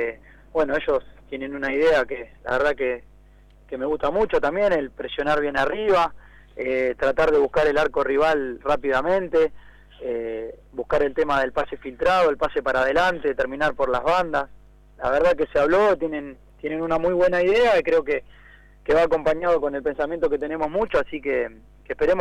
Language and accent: Spanish; San Antonio de Padua, Buenos Aires Province, Argentina; De San Antonio de Padua, acá muy cerca del Estadio Merlo.